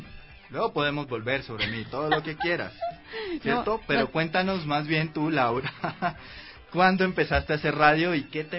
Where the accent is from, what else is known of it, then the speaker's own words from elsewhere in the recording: Cartagena, Bolívar, Colombia; now in Ecuador; la champeta, que es un ritmo musical propio de Cartagena, que es el lugar de donde soy.